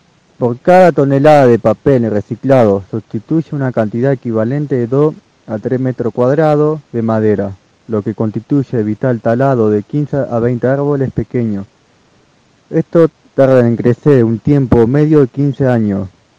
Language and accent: Spanish; Junín, Buenos Aires Province, Argentina; de 27 años, soy de Junín.